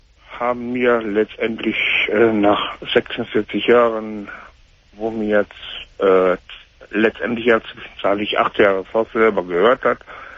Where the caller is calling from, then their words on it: Bielefeld, North Rhine-Westphalia, Germany; Bei uns in Bielefeld hier